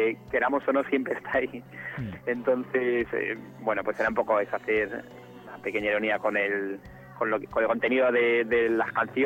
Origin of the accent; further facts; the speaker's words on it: Madrid, Community of Madrid, Spain; somos de Madrid menos la teclista, que es francesa, es mitad francesa, mitad madrileña.